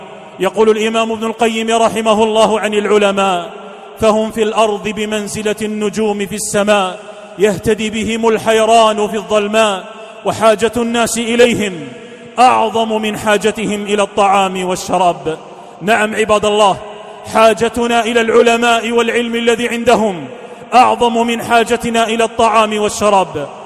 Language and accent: Arabic; Algeria; احتلت بلادنا فرنسا الظالمة